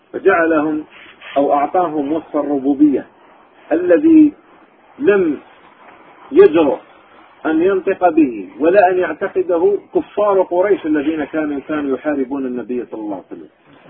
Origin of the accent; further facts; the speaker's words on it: Algiers, Algiers Province, Algeria; كان عندنا في الجزائر العاصمة